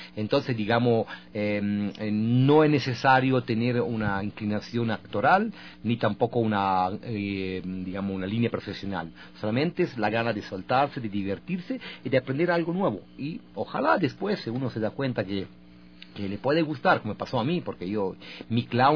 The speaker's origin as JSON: {"language": "Spanish", "country": "Italy", "second_language": "Spanish", "said": "Yo soy italiano, mi formación teatral comienza con la Comedia del Arte en Italia, en la Escuela de Teatro en Bolonia"}